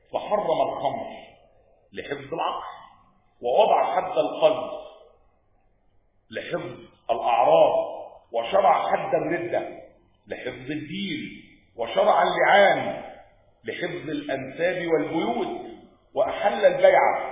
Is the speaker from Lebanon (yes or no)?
no; Egypt; مع أن الانفلات الأمني عندنا في مصر حدث فترة ايه؟ قليلة جدا